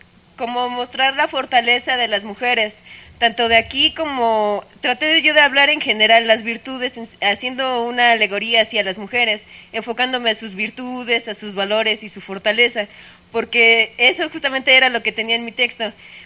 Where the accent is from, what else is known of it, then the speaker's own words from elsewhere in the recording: Chicoloapan, State of Mexico, Mexico; Ya que yo no soy de esta comunidad, yo vengo de San Isidro, Chicoloapan.